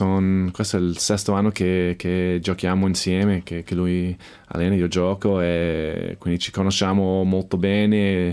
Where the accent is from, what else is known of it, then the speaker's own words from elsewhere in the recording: Chicago, Illinois, United States; Italian is a second language; also born or lived in Evanston; now in Italy; Io sono di Chicago, quindi io ho cresciuto con Michael Jordan